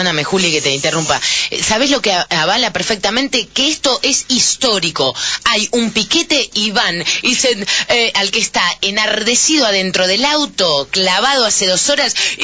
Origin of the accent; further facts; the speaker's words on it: Lanús, Buenos Aires Province, Argentina; now in Barracas, Argentina; Yo soy de Lanús, vengo de Lanús, vivo hace 6 años, 7 en Barracas